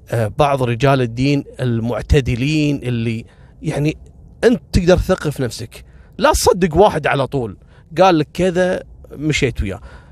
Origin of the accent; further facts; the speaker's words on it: Kuwait; وعذبوهم عندنا في الكويت في منطقة اسمها كبت